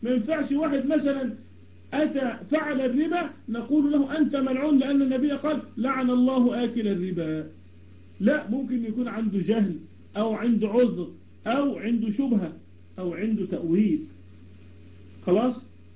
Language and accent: Arabic; Damietta, Damietta Governorate, Egypt; أنا من دمياط، من مصر، من دمياط.